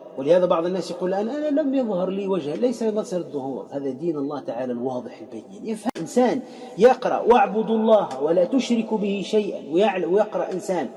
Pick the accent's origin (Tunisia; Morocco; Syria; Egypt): Tunisia; وعندنا في تونس الحضر